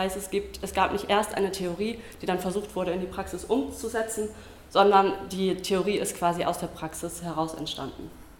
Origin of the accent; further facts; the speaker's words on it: Mainz, Rhineland-Palatinate, Germany; ich komme aus Mainz